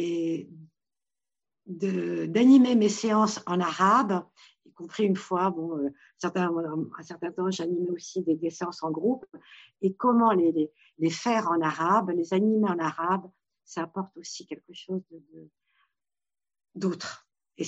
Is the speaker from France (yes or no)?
yes; Paris, Île-de-France, France; born there; Je suis marocaine et mes parents le sont également. Sauf que je suis née à Paris, donc ça a été le français a été ma langue maternelle.